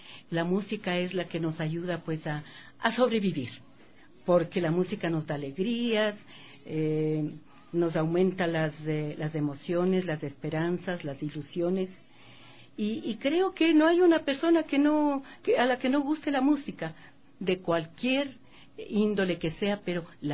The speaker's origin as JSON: {"language": "Spanish", "town": "Cotacachi", "region": "Imbabura", "country": "Ecuador", "tie": "born or raised there", "said": "Ay, sí, Cotacachi es mi tierra tan querida. Bueno, mi niñez fue hermosa"}